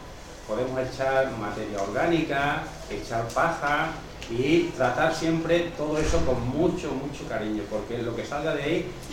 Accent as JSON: {"language": "Spanish", "town": "Santa Bárbara", "region": "Extremadura", "country": "Spain", "said": "yo soy de la zona de La Vera, de Santa Bárbara"}